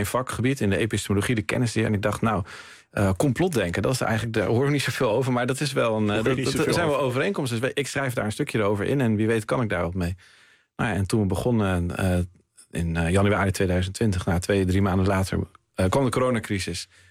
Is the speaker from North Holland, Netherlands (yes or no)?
yes; Haarlem, North Holland, Netherlands; Ik kwam zelf van Haarlem